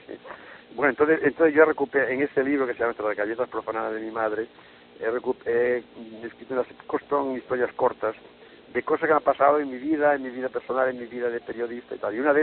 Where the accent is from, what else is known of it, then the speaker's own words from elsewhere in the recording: Galicia, Spain; de mi infancia en Galicia en los tiempos cuando estalló la guerra